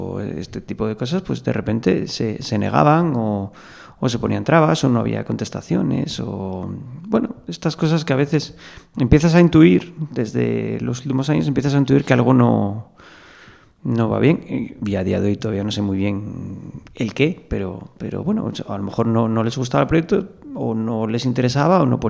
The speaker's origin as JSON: {"language": "Spanish", "town": "Oviedo", "region": "Asturias", "country": "Spain", "said": "soy de Oviedo y asturiano"}